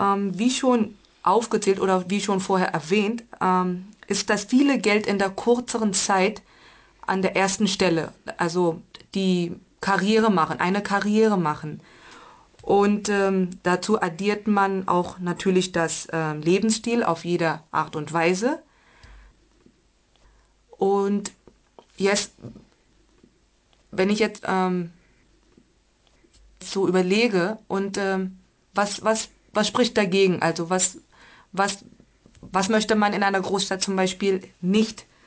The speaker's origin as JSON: {"language": "German", "town": "Bangalore", "region": "Karnataka", "country": "India", "second_language": "German", "said": "ich komme aus Indien, aus dem südlichen Staat, ja."}